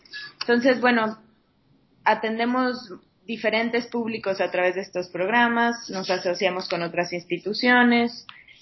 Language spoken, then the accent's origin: Spanish; Mexico City, Mexico; Bueno, yo soy aquí de México, Distrito Federal.